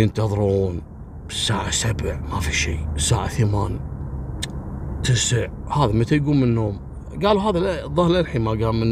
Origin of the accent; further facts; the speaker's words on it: Kuwait; أذكر قصة عسكري في مجرم صارت عندنا في الكويت